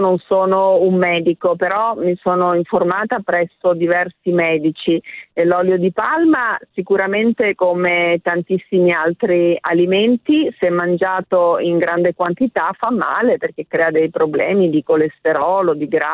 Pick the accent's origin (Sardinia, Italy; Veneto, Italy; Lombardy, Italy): Veneto, Italy; Bussolengo; born there; Io sono nata a Verona, cioè a Bussolengo ovviamente, ma per caso, per cui comunque ho un legame forte con Verona perché i miei nonni sono sempre stati a Verona